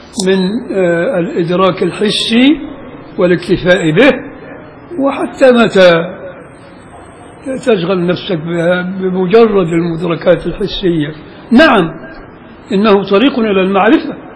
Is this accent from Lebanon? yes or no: no; Beni Suef, Beni Suef Governorate, Egypt; وعندنا في بني سويف